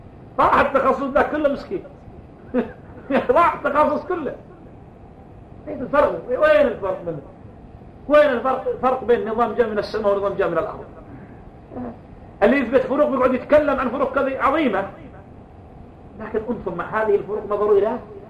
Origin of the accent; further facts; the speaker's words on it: Yemen; على الكتاب والسنة التي عندنا في اليمن